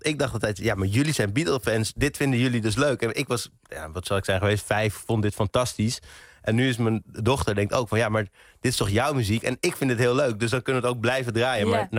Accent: England, United Kingdom; Ik ben opgegroeid in Engeland, of in ieder geval geboren in Engeland.

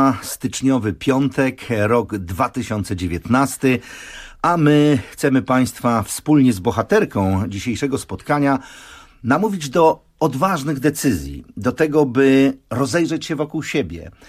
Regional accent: Kielce, Świętokrzyskie Voivodeship, Poland; born there; szybko przeszliśmy na ty jako Kielczanie z urodzenia. A dzisiaj mieszkanka Kazimierza Dolnego, mama dwójki dzieci i żona uroczego Belga o imieniu Mark.

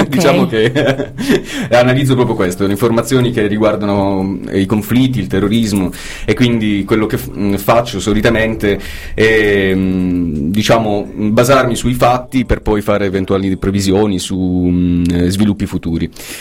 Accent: Friuli-Venezia Giulia, Italy; also born or lived in Taormina; in realtà vengo da tanti posti, perché sono nato e cresciuto in Friuli Venezia Giulia, ho studiato a Catania, ho studiato a Roma, a Bologna, quindi insomma sono un italiano però che è assolutamente fiero delle sue origini siciliane

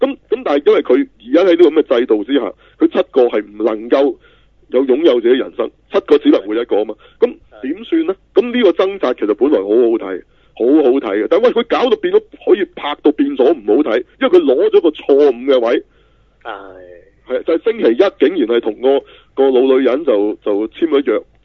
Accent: China; 我哋中國人睇

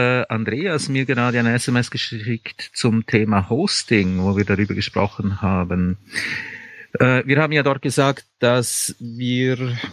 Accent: Switzerland; ich bin Schweizer, das sind Berge.

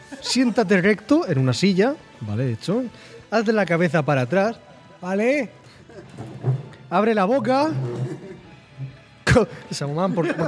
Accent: Region of Murcia, Spain; Me siento menos murciano

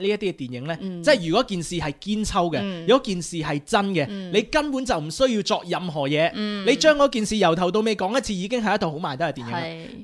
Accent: Australia; 我係澳洲人嚟嘅，我哋偉大嘅國家

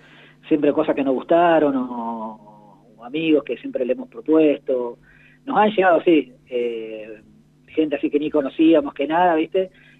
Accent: Santa Rosa, La Pampa, Argentina; now in Córdoba, Argentina; soy pampeano de Santa Rosa, pero claro, vivo en una localidad ahora de Córdoba.

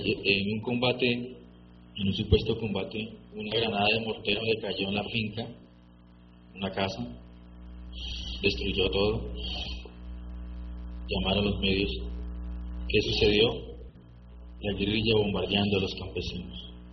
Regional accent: Spain; porque yo soy de España, ¿no?

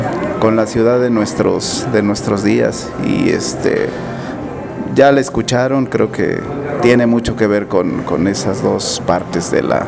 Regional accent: Mexico City, Mexico; also born or lived in Durango; Yo no soy de la ciudad, más bien no nací en la Ciudad de México. Yo nací en Durango, pero desde bien chavito ando rolando por acá.

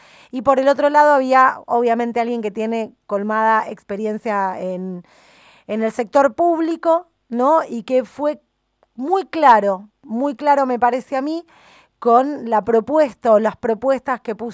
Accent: Argentina; a nosotros como argentinos en este último tiempo nos genera una emoción y muchísimo cariño

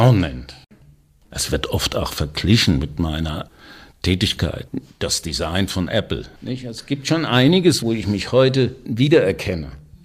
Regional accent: Wiesbaden, Hesse, Germany; born there; In Wiesbaden, wo ich geboren bin, und habe da 2 Semester studiert, Innenarchitektur.

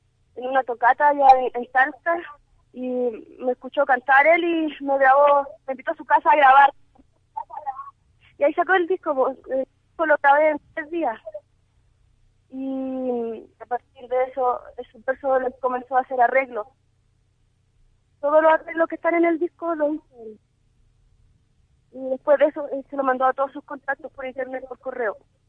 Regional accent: Chile; todo el trabajo de rescate de nuestra identidad como chilenos.

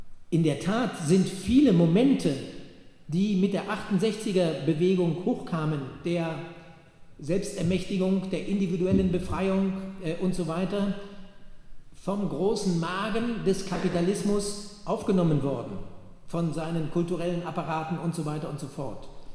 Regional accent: Bremen, Germany; Ich komme aus Bremen. Wir waren in der Schülerbewegung. Bremen war damals eine besondere Konstellation.

